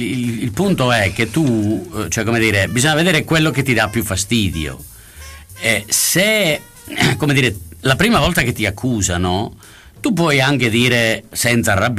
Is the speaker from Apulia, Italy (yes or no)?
no; Sicily, Italy; io sono siciliano e potrei diventare un capro espiatorio per il fatto stesso che sono siciliano.